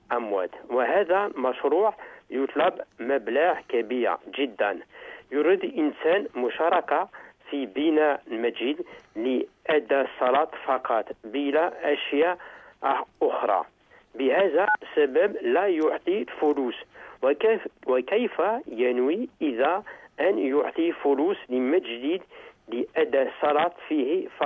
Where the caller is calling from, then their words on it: France; Arabic is a second language; هنا في فرنسا برد شديد في الشتاء